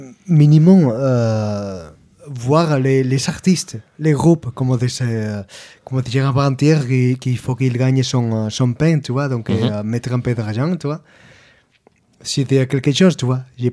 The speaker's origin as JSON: {"language": "French", "region": "Andalusia", "country": "Spain", "said": "Je viens d'Andalousie, tu vois."}